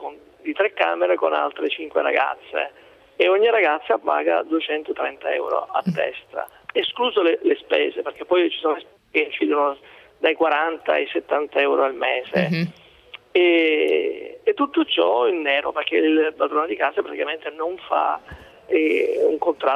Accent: Sicily, Italy; now in Brescia, Italy; Io sono siciliano, però è da 20 anni che abito Brescia.

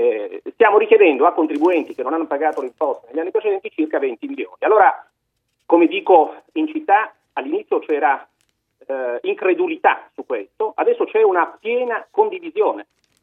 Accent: Caltagirone, Sicily, Italy; moved away as an adult; now in Milan, Italy; Io ho vissuto a Caltagirone fino a 18 anni, quando finito il liceo mi sono trasferito a Milano, e poi la ragnatela di Milano mi ha trattenuto.

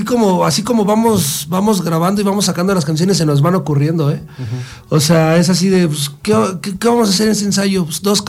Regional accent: Cuautla, Morelos, Mexico; De Cuautla, yo vengo de Cuautla.

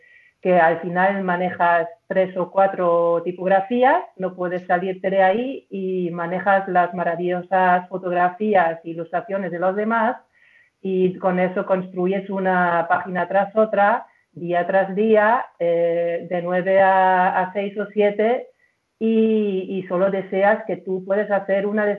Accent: Germany; Spanish is a second language; moved away as an adult; now in Spain; Y soy alemana, afincada aquí desde 2001. Y antes estudié diseño en Nuremberg, diseño gráfico, me especialicé en ilustración. Luego trabajé en una revista femenina en Hamburgo

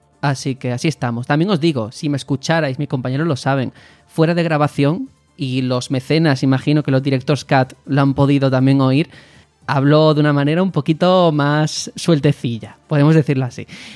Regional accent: Algeciras, Andalusia, Spain; moved away as an adult; also born or lived in Madrid; Yo, por supuesto, ni me avergüenzo de ser andaluz, todo lo contrario, siempre que he podido lo he reivindicado, mi tierra, Cádiz, Algeciras. Pero es cierto que cuando yo llegué a Madrid, para estudiar periodismo

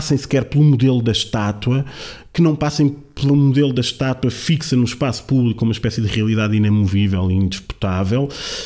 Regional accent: Lisbon, Portugal; como bom lisboeta

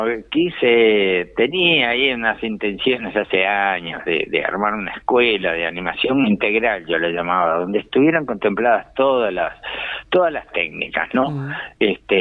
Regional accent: Uruguay; Como uruguayos, tanto en, yo qué sé, pintura, cultura o animación

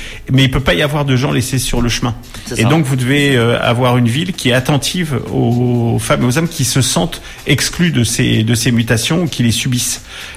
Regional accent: Orléans, Centre-Val de Loire, France; Je suis natif d'Orléans, donc je ressens cette ville profondément et je l'aime

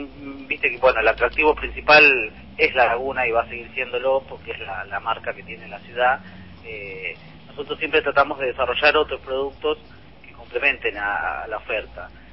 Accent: Chascomús, Buenos Aires Province, Argentina; also born or lived in La Plata; Nací en La Plata, y mi familia, cuando yo tenía 6 años, nos instalamos acá en Chascomús, así que, digamos, también tengo mis raíces en La Plata, y he estudiado allá, y bueno, voy constantemente.

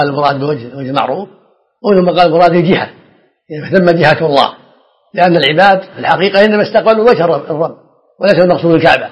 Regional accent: Riyadh, Riyadh Province, Saudi Arabia; ودرست العلم وأنا صغير في الرياض على مشايخ عدة

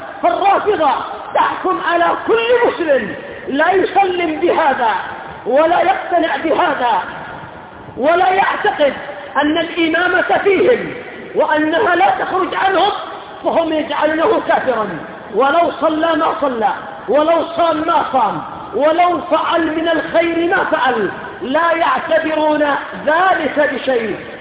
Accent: Yemen; وليس أظهر عندنا في اليمن

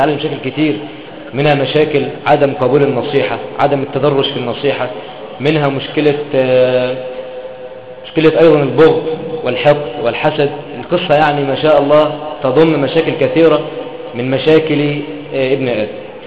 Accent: Egypt; اللهم احفظ بلدنا مصر يا رب العالمين

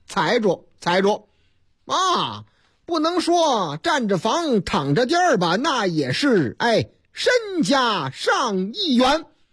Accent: Chongqing, China; 我老家重庆

